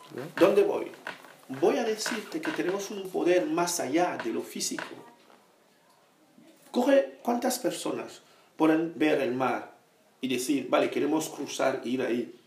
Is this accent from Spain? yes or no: yes; Spain; que en mi país no hayan CIEs